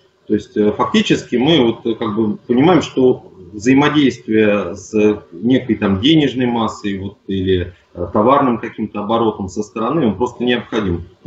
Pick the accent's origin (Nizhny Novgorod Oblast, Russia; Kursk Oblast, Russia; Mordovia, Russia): Nizhny Novgorod Oblast, Russia; Nizhny Novgorod; я из Нижнего Новгорода, предприниматель.